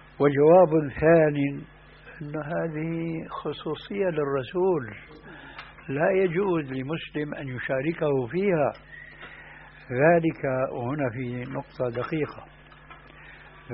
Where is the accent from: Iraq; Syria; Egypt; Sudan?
Syria; وهذا موجود في بعض البلاد، أنا أعرف هذا في سوريا